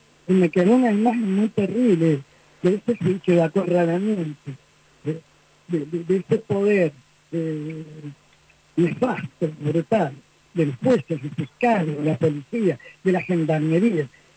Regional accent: Argentina; now in Cuba; Soy argentina, vivo en Cuba desde el año 94

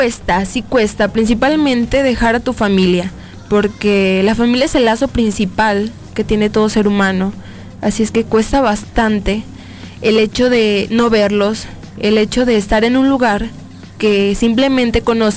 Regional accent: Nayarit, Mexico; moved away as an adult; yo vengo del estado de Nayarit. Realmente pues me vine a estudiar la licenciatura en negocios internacionales en CUSEA. Apenas llegué hace unas 3 semanas para iniciar mi curso

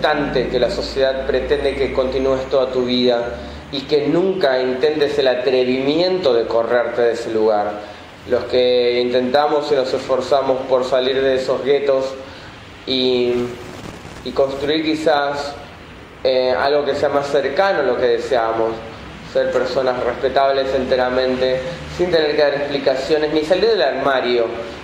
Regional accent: Merlo, Buenos Aires Province, Argentina; Tengo 36 años, soy de conurbano, soy del CONU, de Merlo, del barrio de Libertad.

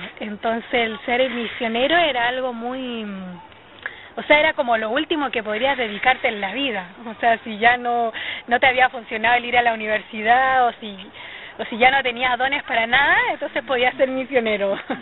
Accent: Taltal, Antofagasta, Chile; Yo nací en un hogar cristiano, mis padres actualmente son pastores de una congregación en mi ciudad natal, que es Taltal, es una ciudad pequeñita al sur de Antofagasta. Es parte de la segunda región.

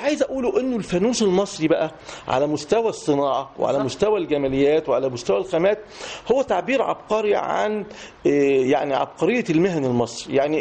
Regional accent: Egypt; لكن هي ارتبطت عندنا في مصر بشهر رمضان

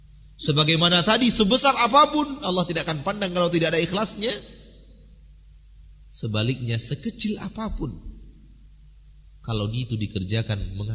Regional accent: Sumatra, Indonesia; Kalau istilah kami orang Sumatera, nambah tai gigi.

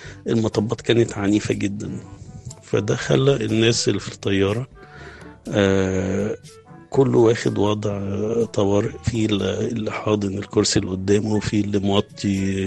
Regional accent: Cairo, Cairo Governorate, Egypt; أنا من القاهرة، بشتغل في مجال المعونات الدولية، والمشروعات التنموية، وشغلي كله في بلاد خارج مصر

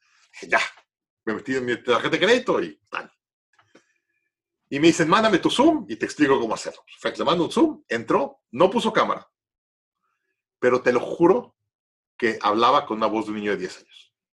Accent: Mexico; obviamente yo soy de México, tengo una ventaja a esto y tengo una visión diferente

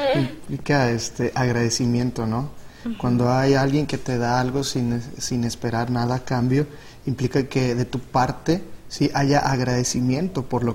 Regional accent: Guadalupe, Nuevo León, Mexico; soy estudiante de la Facultad de Teología y originario de Guadalupe, Nuevo León, ciudad de Nuevo León.

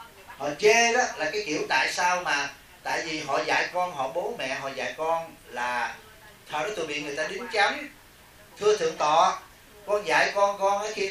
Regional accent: Southern Vietnam, Vietnam; Cha Trung mẹ Nam đó, nhưng mà tôi sống từ nhỏ trong Nam, tôi không có ảnh hưởng gì về Trung hết.

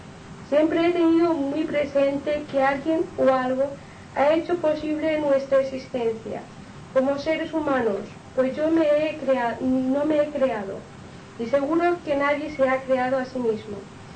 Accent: Inca, Balearic Islands, Spain; born there; now in Palma, Spain; les diré que soy mallorquín, nacido en Inca, pero hace muchos años que resido en Palma.

